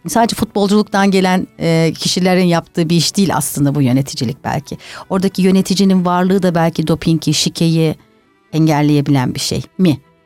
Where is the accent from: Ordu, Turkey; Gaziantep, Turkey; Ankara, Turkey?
Ankara, Turkey; Tabii ben Ankaralıyım. Ankara'nın daha böyle sakin bir havası var.